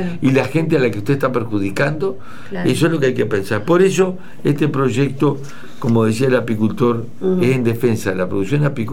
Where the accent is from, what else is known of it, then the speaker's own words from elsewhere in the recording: Flores, Uruguay; yo soy de Flores y le pregunto, ¿y quién me contaminó a mí el arroyo Sarandí?